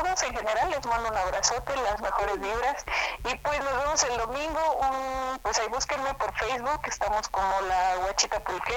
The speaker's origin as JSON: {"language": "Spanish", "region": "Guerrero", "country": "Mexico", "said": "porque somos pulqueros, somos del estado de Guerrero, pero somos pulqueros."}